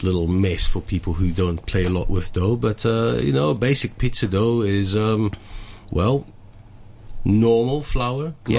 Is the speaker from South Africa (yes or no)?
yes; South Africa; I'm from South Africa.